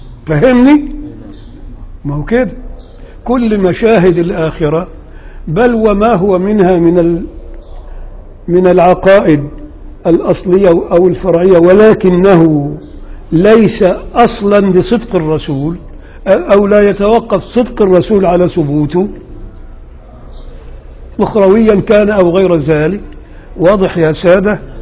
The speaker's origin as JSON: {"language": "Arabic", "region": "Upper Egypt", "country": "Egypt", "said": "انا راجل صعيدي وبغير على اللي هنا"}